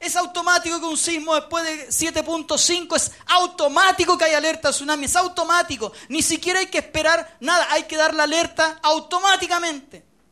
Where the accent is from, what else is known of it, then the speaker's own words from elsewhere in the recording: Chile; Pero nosotros, en general, como chilenos además somos malos para leer